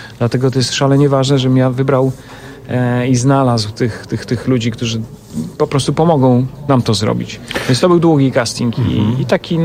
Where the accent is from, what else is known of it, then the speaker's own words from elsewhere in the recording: Łomża, Podlaskie Voivodeship, Poland; Nie, ja jestem z Łomży.